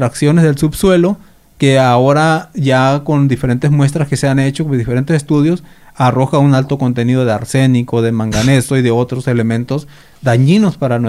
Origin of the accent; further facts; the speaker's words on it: Sonora, Mexico; estuvo en mi tierra, estuvo en el territorio yaqui.